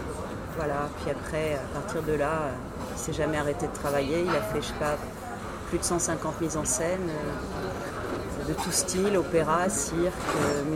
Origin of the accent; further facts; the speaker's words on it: Paris, Île-de-France, France; born there; Moi, je suis née à Paris.